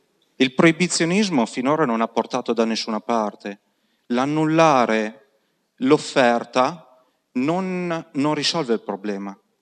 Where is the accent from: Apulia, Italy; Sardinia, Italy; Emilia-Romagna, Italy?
Emilia-Romagna, Italy; Piacenza; now in Padua, Italy; Io non sono di Padova, vengo da Piacenza